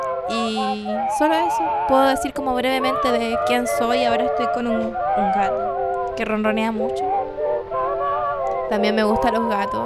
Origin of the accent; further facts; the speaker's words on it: Valparaíso, Chile; voy a decir que soy un travesti de Valparaíso